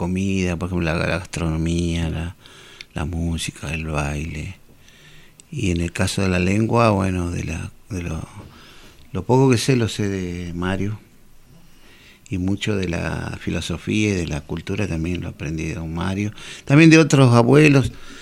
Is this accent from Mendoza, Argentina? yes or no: no; Jujuy, Argentina; Claro, yo soy de Jujuy, pero mi familia toda viene de Bolivia y de Perú o alguna parte, que nunca sabré bien todo, pero fueron bajando